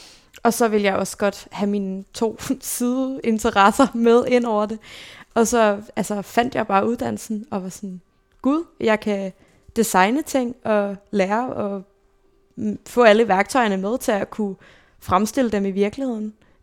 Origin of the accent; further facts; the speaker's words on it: Zealand, Denmark; also born or lived in Copenhagen; jeg blev født i København